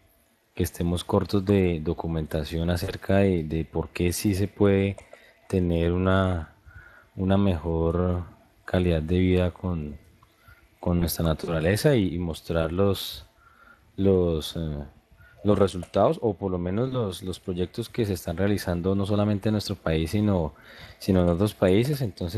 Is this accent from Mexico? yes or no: no; Líbano, Tolima, Colombia; now in Ibagué, Colombia; yo soy acá pues, de la ciudad de Ibagué, conozco el bueno, soy del Líbano, Tolima, pero vivo acá en Ibagué